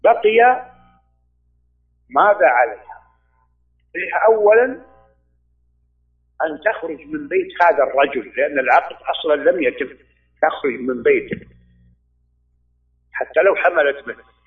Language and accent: Arabic; Saudi Arabia; أولا أنا لا، أنا سعودي كما يعلم الجميع، ولا أعلم هذه العادة في السعودية